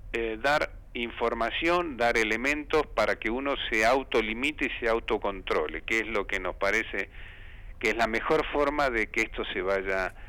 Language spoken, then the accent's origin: Spanish; Santa Fe, Argentina; moved away; Cuando vine de mi pueblo de la provincia de Santa Fe, ansiaba fervorosamente conocer Radio El Mundo.